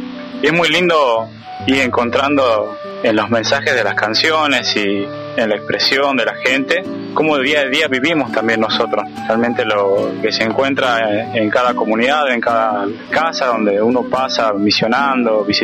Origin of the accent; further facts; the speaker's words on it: San Miguel de Tucumán, Tucumán, Argentina; soy estudiante de profesorado de matemática, soy de San Miguel de Tucumán y tengo 22 años.